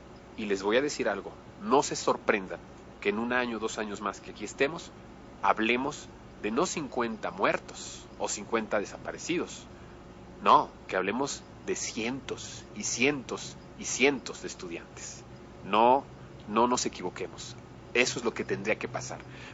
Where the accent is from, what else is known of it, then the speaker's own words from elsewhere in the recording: Mexico; Si nosotros como mexicanos actuamos estratégicamente para estas cosas